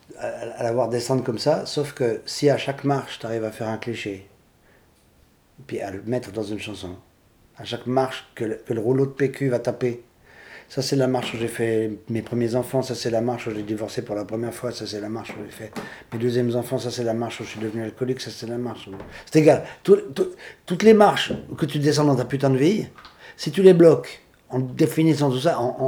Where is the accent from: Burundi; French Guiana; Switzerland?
Switzerland; also born or lived in Paris, France; Je suis Suisse.